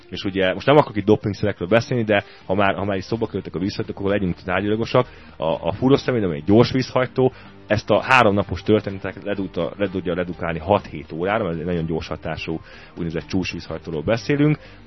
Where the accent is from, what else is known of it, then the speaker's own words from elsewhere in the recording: Hungary; büszke voltam, hogy magyar a Béla, illetve hogy én is magyar vagyok